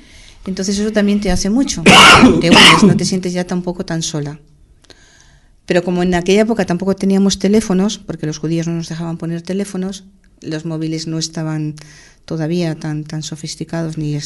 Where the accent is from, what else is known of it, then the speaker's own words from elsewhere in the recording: Madrid, Community of Madrid, Spain; moved away; De vivir Madrid capital a irme a un pueblo pequeñito. Unas costumbres distintas, un idioma distinto, una forma de pensar distinta